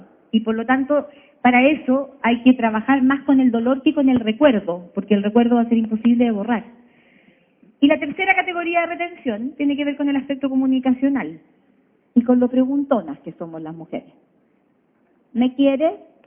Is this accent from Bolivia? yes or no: no; Chile; como chileno que teníamos que sacar la losa guardada